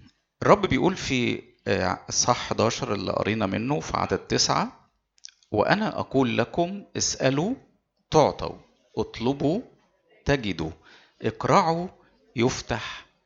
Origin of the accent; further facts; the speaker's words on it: Egypt; مشكلتنا في المجتمع المسيحي عندنا في مصر هنا